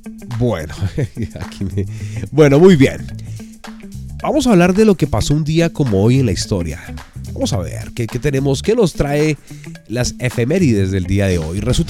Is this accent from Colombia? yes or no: yes; Colombia; así somos los colombianos.